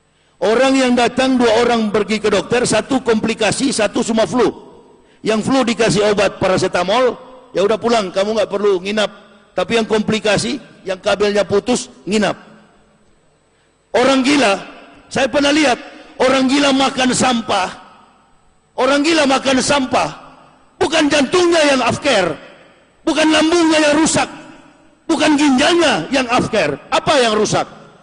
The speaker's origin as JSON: {"language": "Indonesian", "region": "Java", "country": "Indonesia", "said": "Kalau kita orang Jawa bilang kolor."}